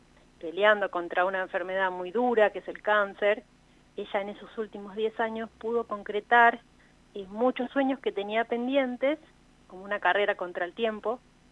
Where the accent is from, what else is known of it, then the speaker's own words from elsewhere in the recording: La Plata, Buenos Aires Province, Argentina; born there; now in La Pampa, Argentina; Nosotros estábamos separadas porque yo vivo en La Pampa hace 20 años y ella, bueno, nosotros nacimos en La Plata, ella estaba en La Plata.